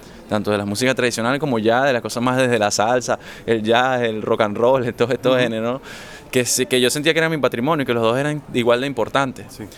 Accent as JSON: {"language": "Spanish", "town": "Caracas", "region": "Capital District", "country": "Venezuela", "said": "soy de Caracas, Venezuela, vivo en Caracas. Uh-huh. Esa es una ciudad cósmica, ciudad capital, con muchas influencias de todas partes por el tema de intercambio político, comercial, con otros países."}